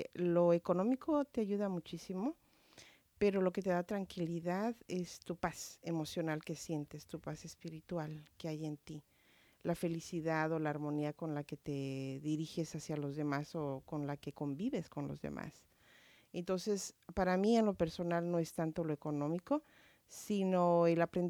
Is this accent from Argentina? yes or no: no; Guadalajara, Jalisco, Mexico; born there; moved away as an adult; soy mexicana, nací en Guadalajara, Jalisco. Hace muchísimos años, no voy a decir cuánto, pero llegué cuando tenía entre 18 y 19 años aquí.